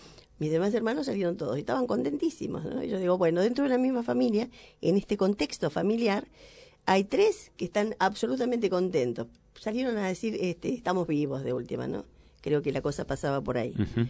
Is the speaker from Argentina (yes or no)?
yes; Argentina; ¿Somos quejosos los argentinos? ¿Nos quejamos constantemente?